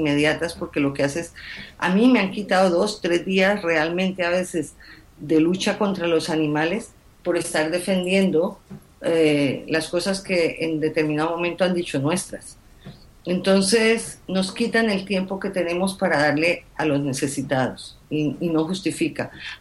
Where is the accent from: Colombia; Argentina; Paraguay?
Colombia; born there; moved away; yo soy colombiana de nacimiento y me duele mucho lo que pasa en Colombia.